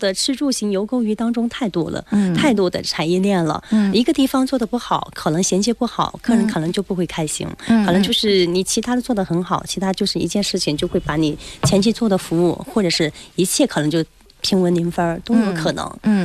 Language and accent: Chinese; Guizhou, China; 我们贵州人长得很瘦小吧